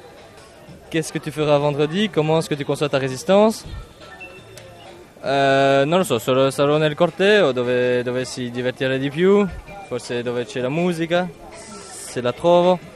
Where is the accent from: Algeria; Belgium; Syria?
Belgium; Italian is a second language; sono belga, dormo non so dove.